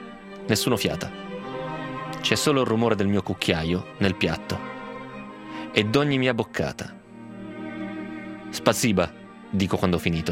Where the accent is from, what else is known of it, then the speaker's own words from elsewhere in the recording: Grado, Friuli-Venezia Giulia, Italy; Sono friulano di grado, il Friuli è una terra di confine.